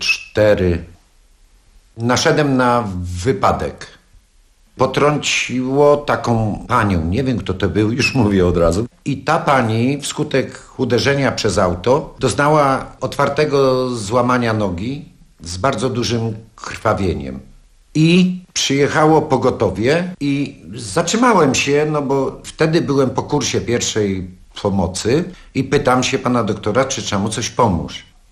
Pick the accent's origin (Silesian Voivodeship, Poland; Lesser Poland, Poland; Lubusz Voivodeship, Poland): Lesser Poland, Poland; Tarnów; Ja mieszkałem wtedy w Tarnowie, muszę nadmienić, bo pochodzę z Tarnowa.